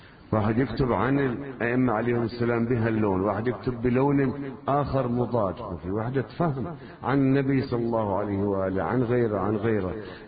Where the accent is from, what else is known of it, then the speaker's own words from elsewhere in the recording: South Governorate, Lebanon; أنا قريتنا من الشريط الحدودي